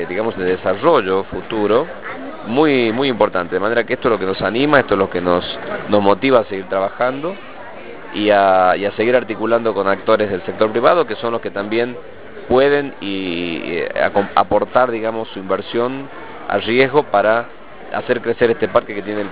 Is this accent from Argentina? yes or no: yes; La Rioja, Argentina; un gran orgullo para nosotros como riojanos y como gobierno